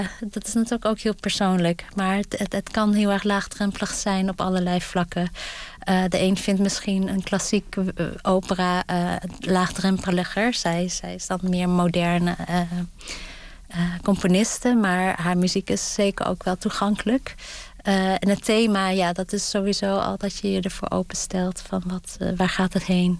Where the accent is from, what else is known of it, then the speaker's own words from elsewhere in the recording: Gelderland, Netherlands; ik ben in Gelderland opgegroeid, in de buurt van de Veluwe en het Krillemuller Museum.